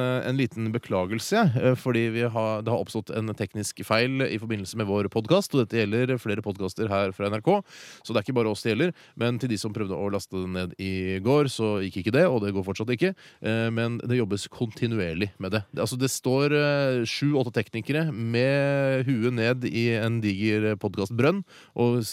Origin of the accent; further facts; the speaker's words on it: Oslo, Norway; vi er jo fra Østkanten i Oslo